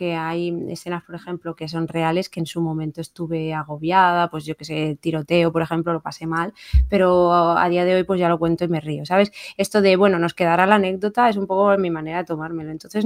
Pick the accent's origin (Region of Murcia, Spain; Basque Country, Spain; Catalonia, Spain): Region of Murcia, Spain; como soy de Murcia, pues esto me va a la ventaja.